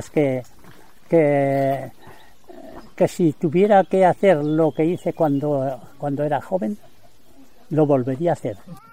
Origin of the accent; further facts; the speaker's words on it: Angüés, Aragon, Spain; now in France; Así que no podía venir a estar en Angüés, por ejemplo, venirme a mi pueblo, ¿no? A mi pueblo estuve 32 años sin venir al pueblo.